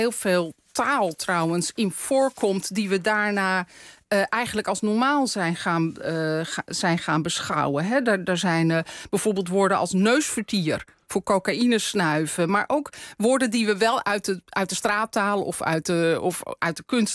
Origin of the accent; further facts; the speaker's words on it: North Holland, Netherlands; Ik kom zelf ook uit West-Friesland. Ja. Dus ik ken het allemaal uit mijn eigen jeugd.